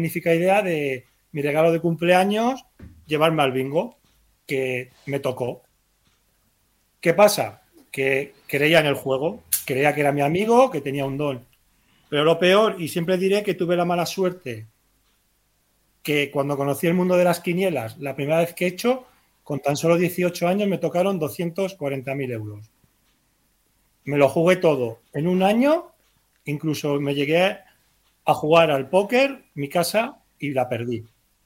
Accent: Utrillas, Aragon, Spain; yo cuando salgo me recomiendan que no vuelva a mi pueblo, que es Utrillas

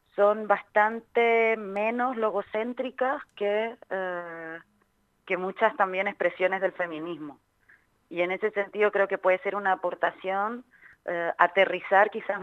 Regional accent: Chile; now in Spain; soy de Chile, pero vivo en España hace un montón de años

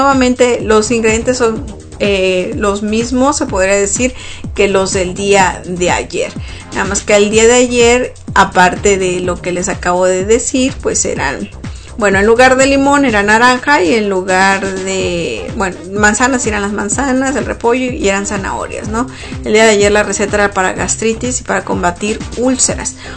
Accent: Mexico; que es lo que celebramos nosotros como mexicanos

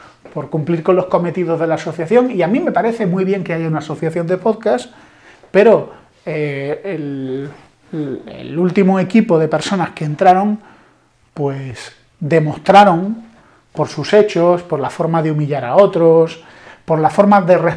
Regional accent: Spain; yo soy español, intento sentirme orgulloso de ser español, me gusta la historia de mi país

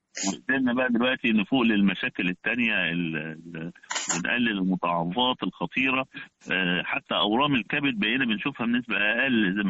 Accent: Egypt; عدد المصابين بالفيروس عندنا في مصر

